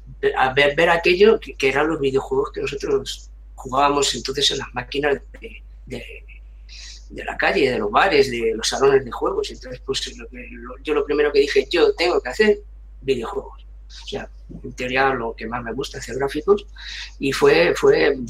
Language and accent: Spanish; Madrid, Community of Madrid, Spain; como soy de Madrid, aquí en Madrid está el Corte Inglés